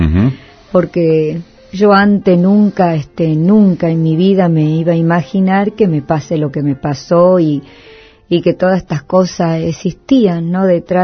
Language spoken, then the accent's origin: Spanish; Bella Vista, Tucumán, Argentina; born there; del pueblo donde yo nací, que es a 20 kilómetros de la capital de Tucumán, que se llama Bellavista.